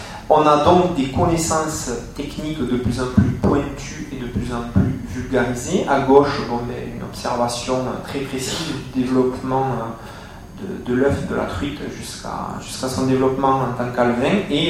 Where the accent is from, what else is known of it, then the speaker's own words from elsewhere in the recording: Southwest France, France; plus vers chez moi, à Toulouse ou à Bordeaux